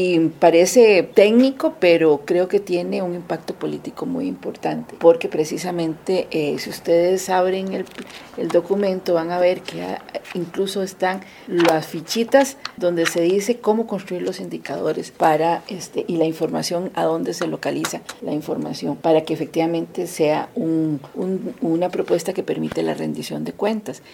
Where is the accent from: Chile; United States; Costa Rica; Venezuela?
Costa Rica; mucho de lo que hoy somos los costarricenses y la sociedad costarricense